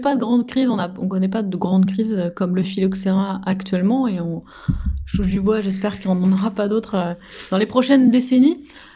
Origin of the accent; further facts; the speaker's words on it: France; Alors, en tant que bon français, on dirait faut favoriser le terroir.